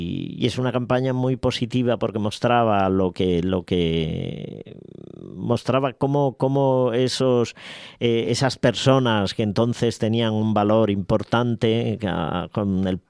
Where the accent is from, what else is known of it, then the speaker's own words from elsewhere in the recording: Alcázar de San Juan, Castilla-La Mancha, Spain; En mi pueblo, en mi ciudad, Alcázar de San Juan, me quieren mucho